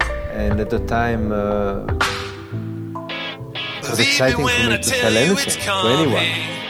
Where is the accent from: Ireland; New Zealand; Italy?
Italy; now in New York, United States; I came to New York from Italy and started living in the region of New York known as Soho and Tribeca.